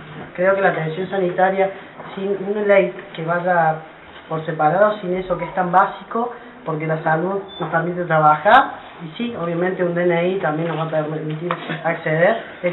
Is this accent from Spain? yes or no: no; Córdoba, Argentina; Yo soy de Córdoba, no tenemos un hospital público que nos atienda